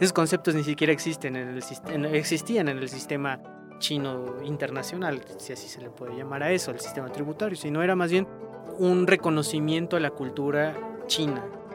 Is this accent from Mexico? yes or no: yes; Mexico; como mexicano a veces es muy... Nada más aquí comemos chile y aquí aguantamos el picante.